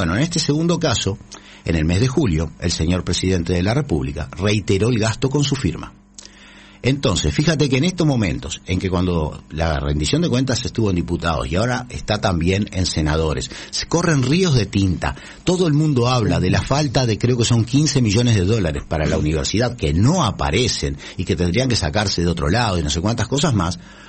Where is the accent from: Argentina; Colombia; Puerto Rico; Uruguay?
Uruguay; los que perdemos y pagamos todos somos los uruguayos.